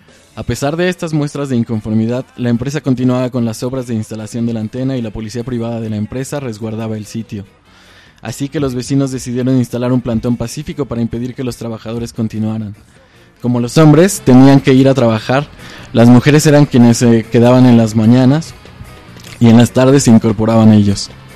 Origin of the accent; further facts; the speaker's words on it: San Andrés Villaseca, Retalhuleu, Guatemala; now in Quetzaltenango, Guatemala; Soy originaria de San Andrés Villaseca, que pertenece a Reu, pero me vine para acá, y aquí me vine a casar. Me quedé en Xela. De aquí son mis hijos y mi esposo. Tenemos 40 años de vivir aquí en el cantón Chitay.